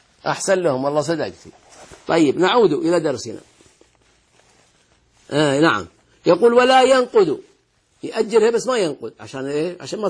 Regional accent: Al-Ahsa, Eastern Province, Saudi Arabia; عندنا في الأحساء في الرطب في التمر وكذا

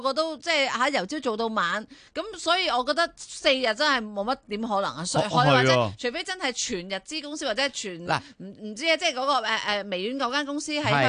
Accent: China; 你知道我们中国人多的嘛

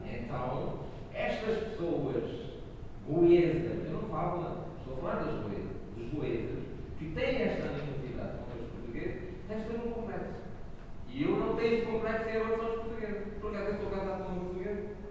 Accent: Goa, India; Portuguese is a second language; eu digo sempre que eu sou goês, indiano e tenho a saudade portuguesa.

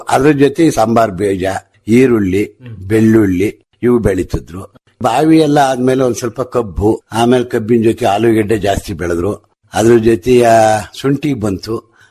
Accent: Karnataka, India; ಸಿಟಿಯಿಂದ ಒಂದು 25 ಕಿಲೋಮೀಟರ್ ಆಗುತ್ತೆ ಹಾಸನದಿಂದ. ಅರಸೀಕೆರೆ ಅಂದ್ರೂ 25 ಕಿಲೋಮೀಟರ್ ಆಗುತ್ತೆ. ನಮ್ಮ ಊರು ಹಾಸನ ತಾಲೂಕಿಗೆ ಸೇರಿದೆ.

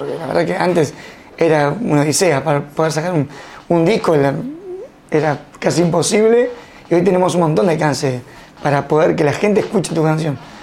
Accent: Cañuelas, Buenos Aires Province, Argentina; me siento muy orgulloso de ser cañulense

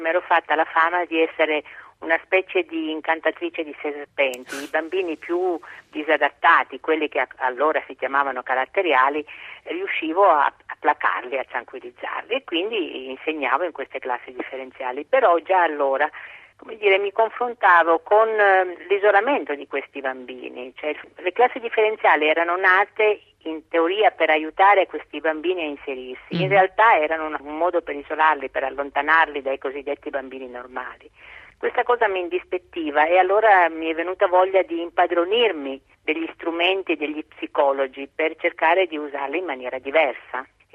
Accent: Rionero in Vulture, Basilicata, Italy; born there; Sono nata a Rio Nero in Vulture, in Basilicata, un paesino

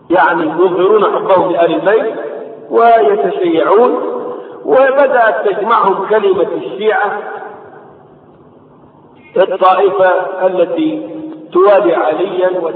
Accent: Egypt; ضريح عندنا في مصر

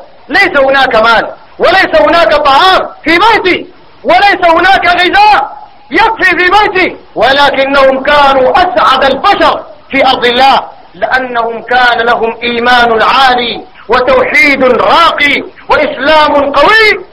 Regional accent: Sudan; اللهم إنا نسألك في بلادنا السودان أن تكون بلادنا سخاء رخاء

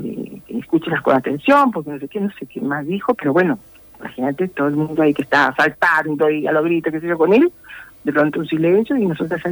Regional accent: Costa Rica; en Costa Rica, que es mi país de origen

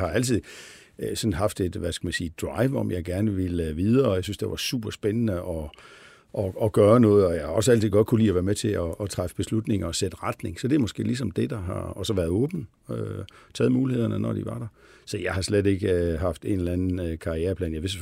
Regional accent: Billund, Region of Southern Denmark, Denmark; jeg stammer fra Billund, hvor jo sådan er en meget Lego-orienteret by og har haft sådan Lego ind under huden.

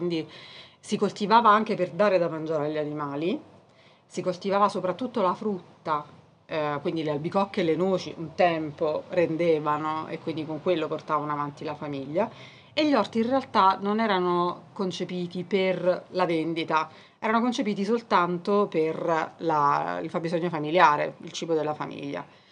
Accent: Portici, Campania, Italy; Io invece vengo dall'area più strettamente vesuviana, cioè dall'altra parte del Monte Somma, proprio il Vesuvio, sono di Portici. E quindi da sposata sono venuta qui.

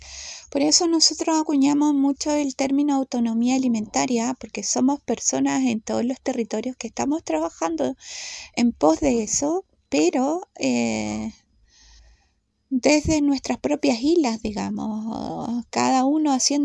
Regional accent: Gualañé, Biobío, Chile; Soy de Gualañé y mi lugar de origen de nacimiento es Mewimapu.

